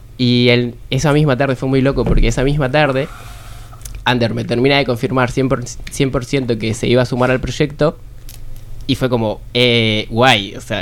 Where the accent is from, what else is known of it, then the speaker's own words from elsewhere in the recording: Buenos Aires, Argentina; moved away; Vengo de Argentina, de Buenos Aires.